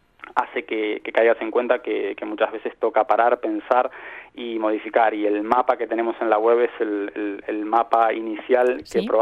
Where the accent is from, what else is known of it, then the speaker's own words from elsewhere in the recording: Uruguay; also born or lived in Valencia; now in Spain; Nosotros decimos que hemos hecho 3 emigraciones. La primera, cuando vinimos desde Uruguay, bueno, probablemente buscando nuestras raíces españolas.